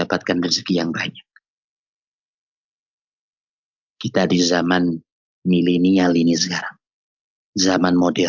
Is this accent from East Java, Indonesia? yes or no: yes; Pasuruan, East Java, Indonesia; Di kota saya di Pasuruan, ada seorang jutawan.